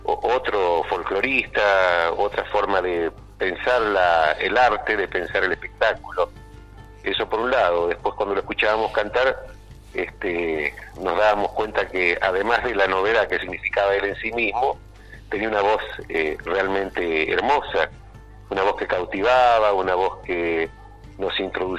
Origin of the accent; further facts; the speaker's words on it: Quimilí, Santiago del Estero, Argentina; en pleno monte santiagueño, en mi pueblo, allá en Quimilí